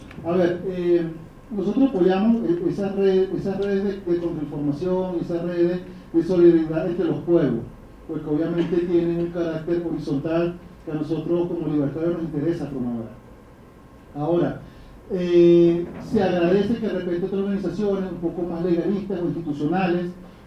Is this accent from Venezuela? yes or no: yes; Venezuela; now in Mexico; el drama que estamos viviendo como venezolanos